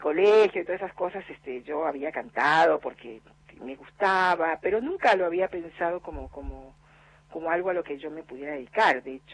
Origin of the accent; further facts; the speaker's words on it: Costa Rica; moved away as an adult; yo nací en Costa Rica, y bueno, qué sé yo, la vida ya hasta los 18 años estuve